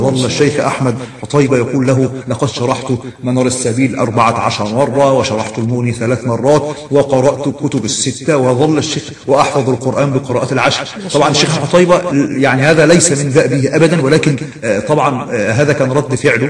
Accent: Egypt; وقلت له أدعو لنا، فأنا من مصر ونحو ذلك

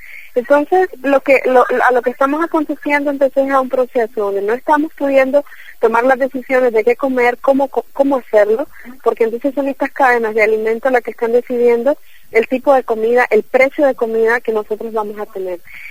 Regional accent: El Salvador; now in Nicaragua; Yo soy de El Salvador y vivo en Nicaragua

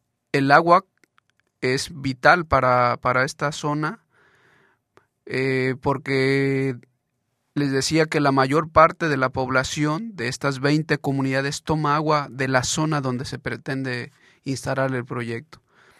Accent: Iztacamaxtitlán, Puebla, Mexico; Sí, en mi caso yo vengo del municipio de Iztacamaxtitlán, en el estado de Puebla, digamos equivalente a lo que es la provincia en México.

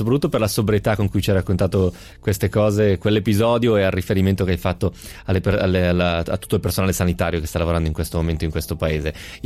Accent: Piedmont, Italy; Io sono piemontese, devo chiedere scusa a tutti i veneti per l'accento che ho usato

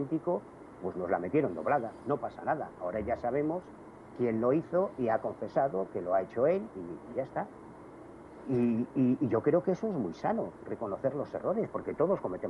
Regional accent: Galicia, Spain; yo soy gallego, yo viví, por desgracia, la llegada de la heroína a la Galicia de los años 80 y 90. Yo siempre he vivido en un barrio muy humilde, de trabajadores

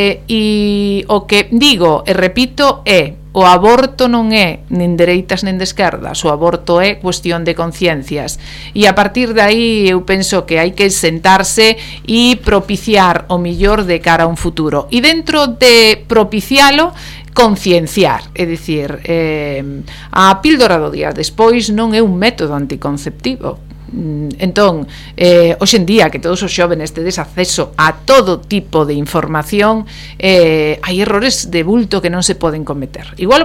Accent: Galicia, Spain; son galego falante, os meus fillos educados do mesmo xeito, un fala todo galego e outro fala castelán

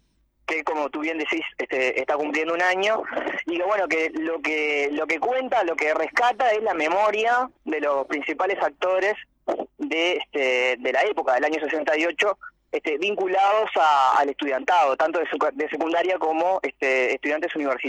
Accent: Uruguay; Y estamos hablando de una realidad que nos trasciende mucho más que como uruguayo.

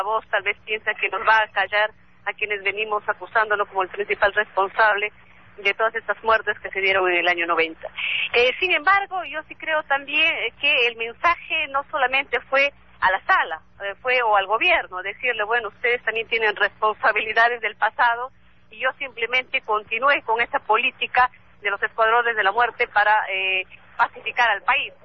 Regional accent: Peru; que deben permitir la convivencia de todos como peruanos con el respeto que todos nos merecemos

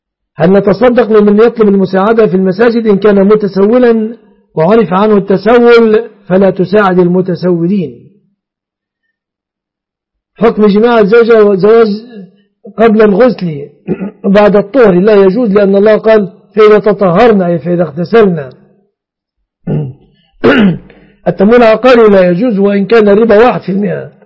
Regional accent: Egypt; الجرة في بلادنا مصر البلاصي

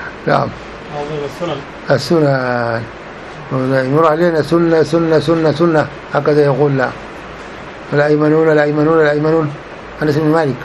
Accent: Sudan; يقول له والله قبل بعد عندنا في السودان طوالي.

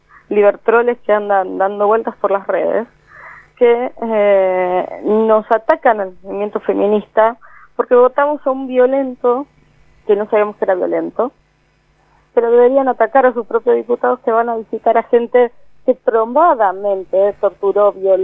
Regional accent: Quilmes, Buenos Aires Province, Argentina; also born or lived in Avellaneda; yo soy de Quilmes. Me crié mi infancia en Quilmes, mi adolescencia en Avellaneda.

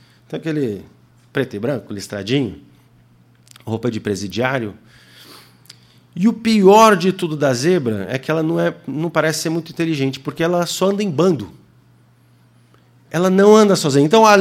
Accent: Senegal; moved away; Eu cresci no Senegal. Morei lá 12 anos. E a vida no Senegal era muito diferente. Meus pais moraram muito tempo na aldeia. É uma realidade completamente diferente. E eu cresci no meio do mato.

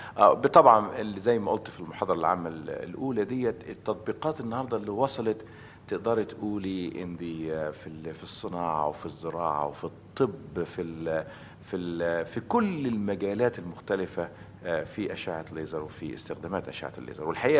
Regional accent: Desouq, Beheira, Egypt; moved away as an adult; also born or lived in Damanhur / Alexandria; now in United States; أنا الحقيقة اتولدت في دمنهور، … كبيرة موجودة في دمنهور، بس أنا خلصت الثانوية ووالدي ووالدتي وإخواتي عايشين في دسوق، وبعدين بعد كده طلعت على اسكندرية، رحت جامعة اسكندرية، وبعدين من هناك على أمريكا.

